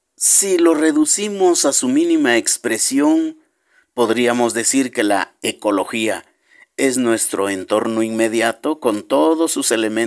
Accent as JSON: {"language": "Spanish", "country": "Mexico", "said": "quienes hoy somos mexicanos y habitamos este territorio"}